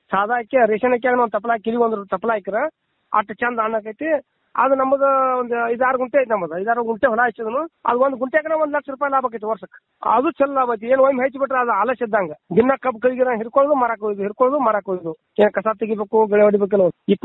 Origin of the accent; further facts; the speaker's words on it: Pamaldinni, Karnataka, India; ನಮ್ಮೂರು ಪಾಮಲದಿನಿ ಗೋಕಾಕ್ ತಾಲೂಕು ಜಿಲ್ಲಾ ಬೆಳಗಾವಿ.